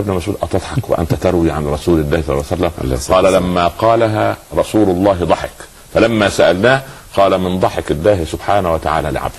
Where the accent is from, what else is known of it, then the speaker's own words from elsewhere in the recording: Upper Egypt, Egypt; حتى عندنا في الصعيد يقولوا على الجدي الصغير سخل